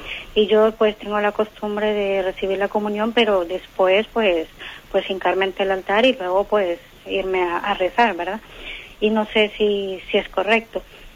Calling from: Madrid, Community of Madrid, Spain; de Madrid.

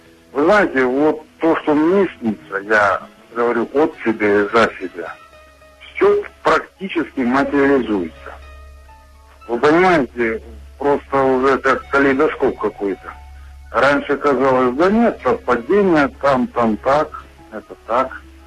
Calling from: Pyatigorsk, Stavropol Krai, Russia; Я вам звоню из Пятигорска.

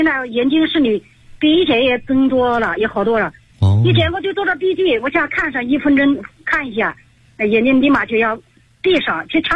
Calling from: Hefei, Anhui, China; 我来自安徽合肥

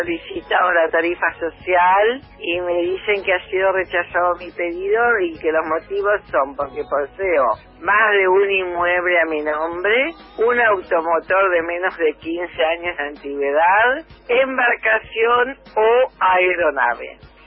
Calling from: Buenos Aires, Argentina; de Balvanera.

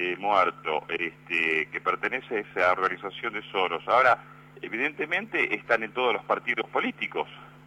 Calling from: Monte Grande, Buenos Aires Province, Argentina; Soy de Monte Grande.

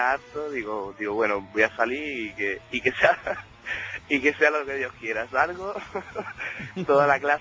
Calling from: Granada, Andalusia, Spain; pues llamo desde Granada, pero soy de Roqueta.

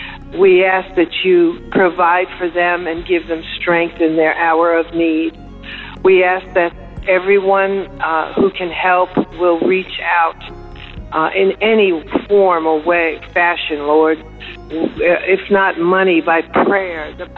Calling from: Florida, United States; I'm calling from the Panhandle of Florida.

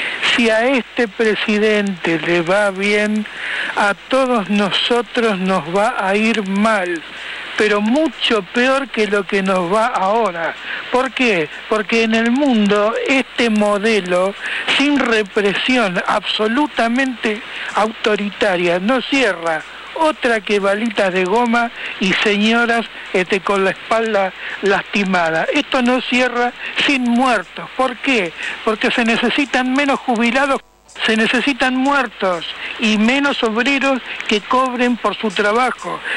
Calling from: Buenos Aires, Argentina; de Boedo.

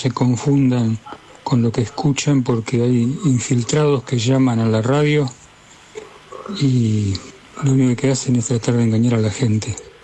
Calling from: Guernica, Buenos Aires Province, Argentina; de Guernica.

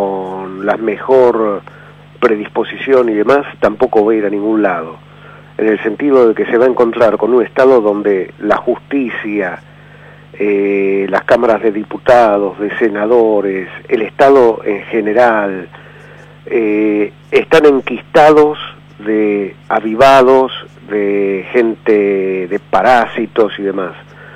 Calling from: Barracas, Buenos Aires Province, Argentina; de Barracas.

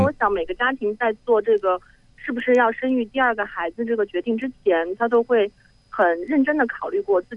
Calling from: Beijing, China; 我从北京打过来。

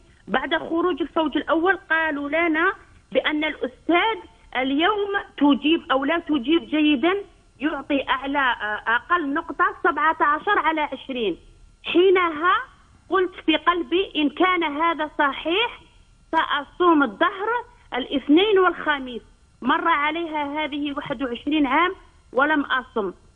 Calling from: Algeria; القرعة عندنا في الجزائر صعبة وذلك لقلة عدد الكوطات

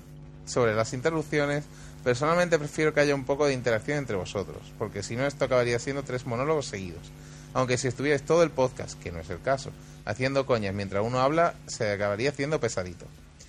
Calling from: Barcelona, Catalonia, Spain; de Barcelona. Y os escucho más o menos desde el principio del año.

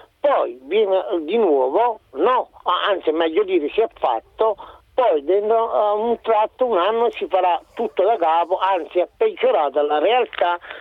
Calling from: Campania, Italy; una mia domanda da campano, no? Meglio dire da meridionale

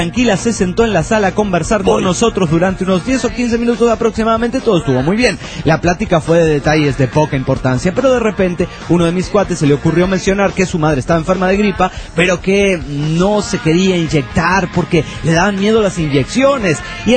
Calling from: Toluca, State of Mexico, Mexico; Hola, ¿cómo están? … de Toluca, México.

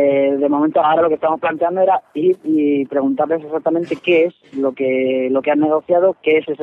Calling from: Alicante, Valencian Community, Spain

